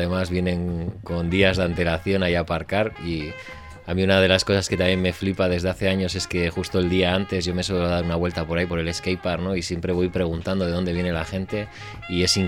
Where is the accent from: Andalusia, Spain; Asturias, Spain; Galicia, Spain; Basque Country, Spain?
Basque Country, Spain; Bilbao; Nosotros somos de Bilbao